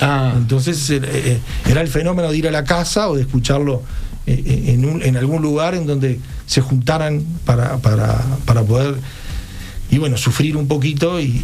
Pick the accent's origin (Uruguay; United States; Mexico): Uruguay; como los uruguayos somos con el fútbol